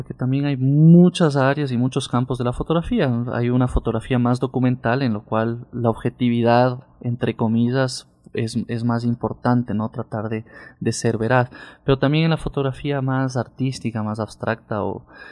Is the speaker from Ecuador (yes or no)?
yes; Quito, Pichincha, Ecuador; born there; Bueno, yo nací aquí en Quito, hace 31 años.